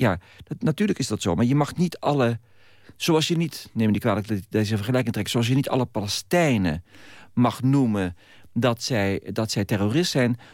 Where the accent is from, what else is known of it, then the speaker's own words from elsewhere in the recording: Netherlands; Dus het gaat erom dat wij als Nederlanders echt leren om tolerant te worden.